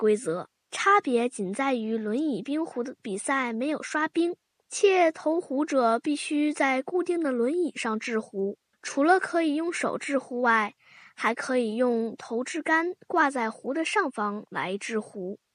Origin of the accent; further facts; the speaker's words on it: Beijing, China; 我是来自北京市的小记者